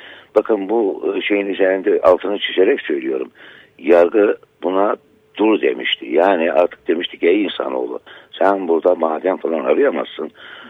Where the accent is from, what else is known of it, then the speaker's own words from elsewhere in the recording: Artvin, Turkey; Benim köyüm Derneği Barajı suları altında kaldı. O Artvin'in kültürünü oluşturan köylerden bir tanesiydi.